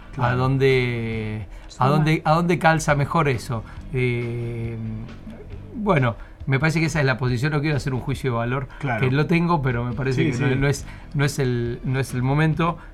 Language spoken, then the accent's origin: Spanish; Buenos Aires Province, Argentina; Como bonaerense